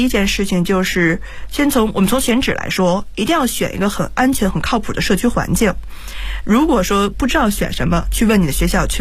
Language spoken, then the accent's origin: Chinese; Beijing, China; 因为毕竟我是土生土长在北京的一个孩子，